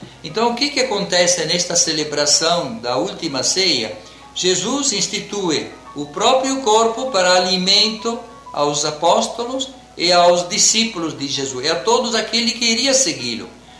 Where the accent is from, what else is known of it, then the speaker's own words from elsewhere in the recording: Italy; Portuguese is a second language; Em outros países, por exemplo, lá na minha terra, essa festa sumiu na quinta-feira e se celebra sempre no domingo seguinte.